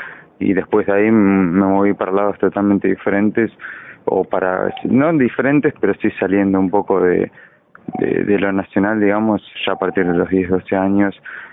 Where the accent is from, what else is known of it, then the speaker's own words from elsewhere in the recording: Garín, Buenos Aires Province, Argentina; Yo soy de Garín, Escobar está muy cerca de ahí